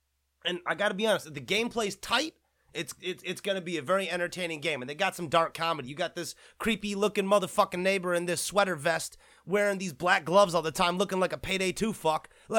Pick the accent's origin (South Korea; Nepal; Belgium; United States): South Korea; I'm an Asian American myself. I'm a Korean American. I come from Korea